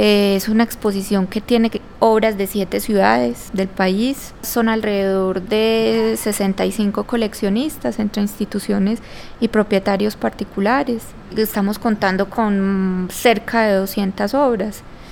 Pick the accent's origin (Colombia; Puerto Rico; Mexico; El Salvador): Colombia; para el país y para nosotros como colombianos.